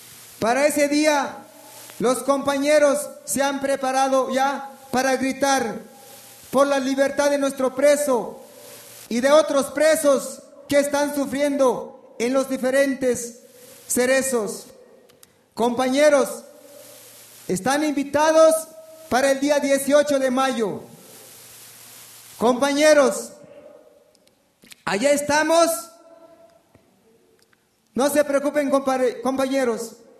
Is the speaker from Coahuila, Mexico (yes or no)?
no; Chiapas, Mexico; first language Tzotzil; Spanish is a second language; quiero traducir un poco en mi lengua materna, que es la lengua tzotzil.